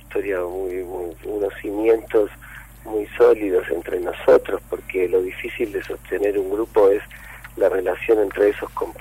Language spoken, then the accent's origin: Spanish; Mar del Plata, Buenos Aires Province, Argentina; now in Buenos Aires, Argentina; así que nos vinimos de Mar del Plata para acá